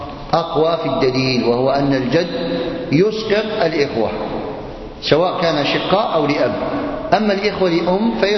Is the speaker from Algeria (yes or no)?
yes; Algeria; كما هو عندنا في الجزائر،